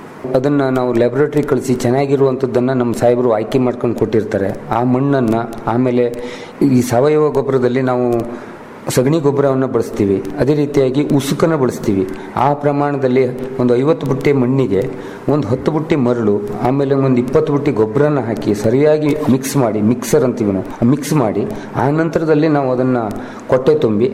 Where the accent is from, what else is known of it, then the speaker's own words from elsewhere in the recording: Belambar, Karnataka, India; ನಾನು ಮೂಲತಃ ಅಂಕೋಲ ತಾಲೂಕಿನ ಬೆಳಬಂದರ್ ಊರಿನವನಾಗಿದ್ದರಿಂದ